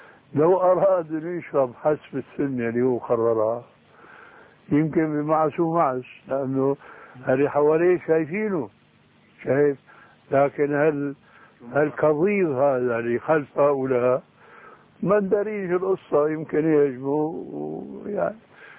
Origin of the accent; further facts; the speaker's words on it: Syria; يسموه عندنا بالشام برزان